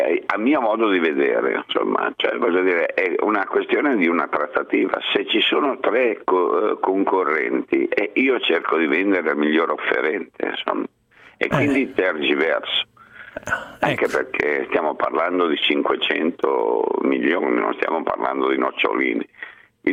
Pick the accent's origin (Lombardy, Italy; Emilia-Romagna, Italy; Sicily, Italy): Emilia-Romagna, Italy; sono romagnolo sentimentale